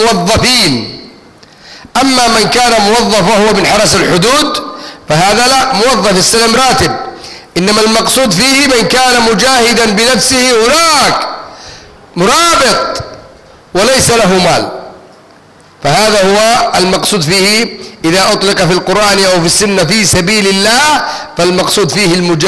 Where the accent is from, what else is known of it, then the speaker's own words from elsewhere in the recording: Egypt; أنا مصري وعاوز اسافر بكره مثلا